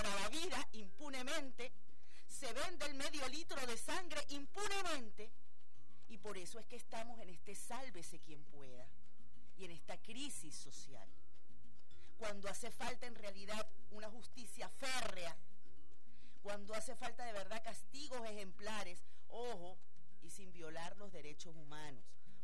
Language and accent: Spanish; Venezuela; como una venezolana